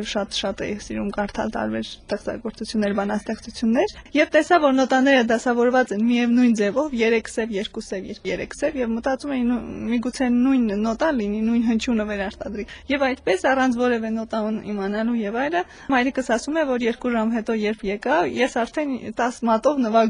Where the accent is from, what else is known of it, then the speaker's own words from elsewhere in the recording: Vanadzor, Lori, Armenia; born there; Ես ծնվել եմ 89 թվականին հունվարին, երկրաշարժից 1 ամիս հետո Իվանաձորում եմ ծնվել։